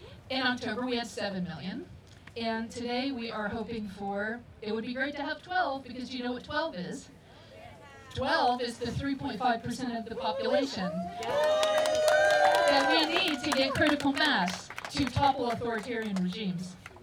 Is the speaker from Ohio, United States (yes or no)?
yes; Middletown, Ohio, United States; moved away as an adult; now in The Hague, Netherlands; I'm originally from Cincinnati, Middletown to be exact. So that's where JD Vance grew up.